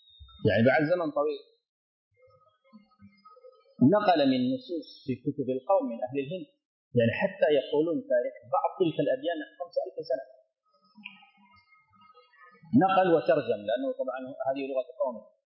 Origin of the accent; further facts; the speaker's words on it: Sudan; هنا في عندنا في السودان